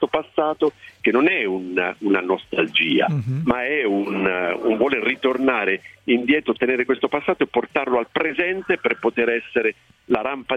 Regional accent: Ascoli Piceno, Marche, Italy; born there; also born or lived in Milan / Bari / Padua

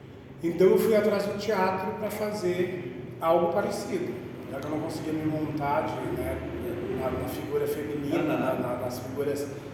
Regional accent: Ceará, Brazil; now in Rio Grande do Sul, Brazil; Quando eu vim pro Rio Grande do Sul, né, que eu vim lá do Ceará.

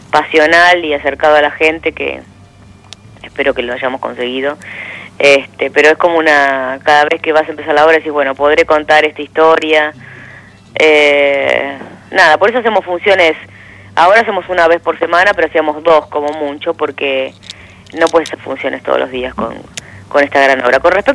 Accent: Uruguay; born there; Fui a la embajada del Uruguay, porque yo soy nací en Uruguay

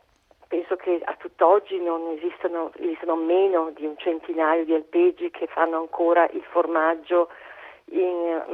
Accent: Telve di Valsugana, Trentino-Alto Adige, Italy; pensi soltanto al mio paese, Telve di Valsugana, a ridosso proprio, le montagne a ridosso di questa valle, ultima valle, ultima propaggine del Trentino

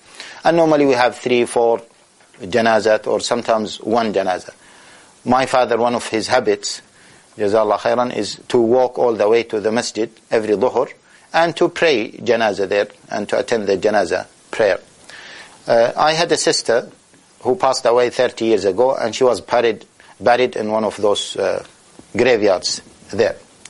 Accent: Taif, Makkah Province, Saudi Arabia; I was in Taif, my hometown. I was born in Taif.

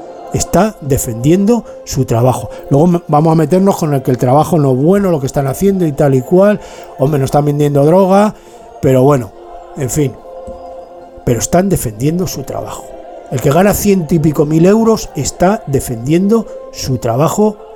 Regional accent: Madrid, Community of Madrid, Spain; born there; moved away; Yo nací en Madrid. De Madrid no me han echado, pero me fui

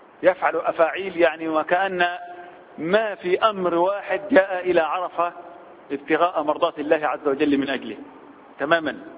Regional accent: Egypt; بعض الناس وبالأخص احنا كمصريين بنحب الجدال في الحج

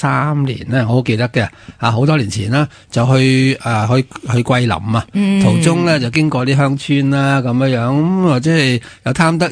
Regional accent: Hong Kong; 点解我哋香港人仲唔知嘅咧

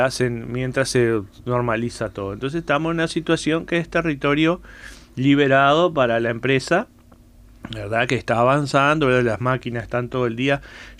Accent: Las Piedras, Canelones, Uruguay; Vengo de Las Piedras, pero de la zona donde es territorio ocupado por UPM, por el ferrocarril para UPM.

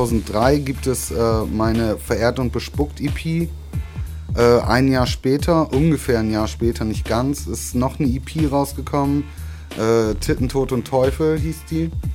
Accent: Bremen, Germany; Ich komme aus Bremen eigentlich. So, da lege ich auch immer noch auch nach zwei Jahren Wert drauf.

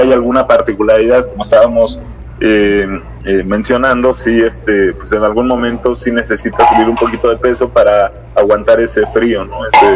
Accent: Mexico City, Mexico; Yo soy de Ciudad de México.

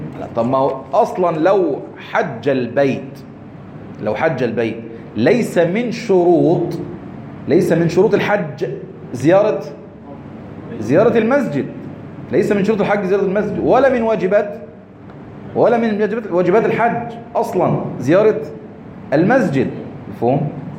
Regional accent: Egypt; عندنا في مصر هنا

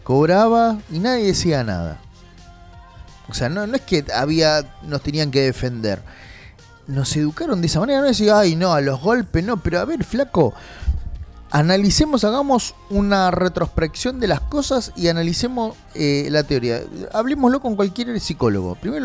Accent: Solano, Buenos Aires Province, Argentina; Yo soy de Solano, amo Solano, pero estoy viendo el deterioro que hay social

